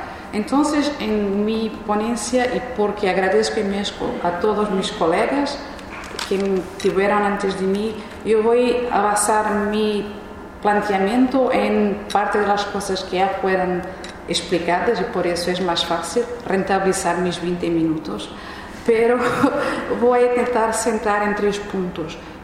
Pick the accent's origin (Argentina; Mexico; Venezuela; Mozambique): Mozambique; Yo soy de Mozambique y nací bajo un sistema colonial.